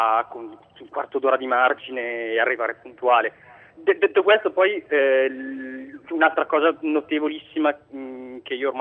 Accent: Piedmont, Italy; accent: Piedmontese; now in Paris, France; sono originario del nord d'Italia, quindi ho l'accento del Piemonte

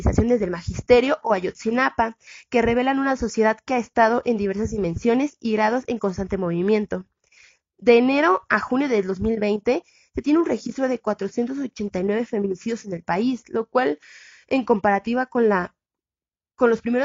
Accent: Mexico; Somos morritas del Estado de México y de la Ciudad de México, antes de DF.

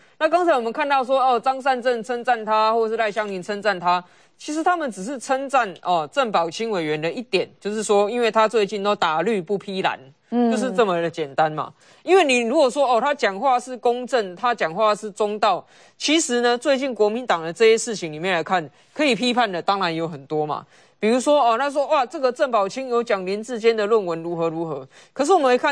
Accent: Taipei, Taiwan; 以我一个台北市的角度来看，桃园市现在发展的机会是我们台北人梦寐以求而不可得的啊。

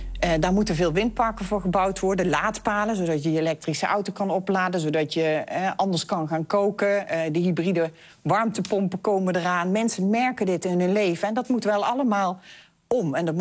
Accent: Helmond, North Brabant, Netherlands; Ik kom zelf uit Helmond.

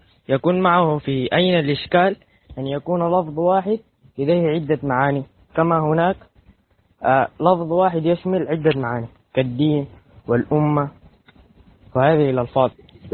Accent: Sudan; من السودان.

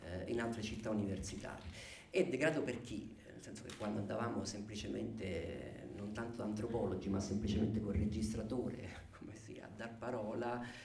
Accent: Rome, Lazio, Italy; born there; io che sono nato a Roma

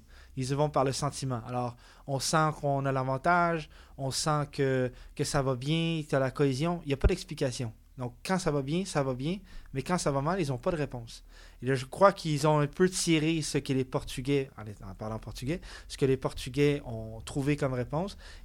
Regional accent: Laval, Quebec, Canada; also born or lived in Montreal; Je suis né à Montréal, j'ai vécu mon enfance à Laval, dans les Laurentides

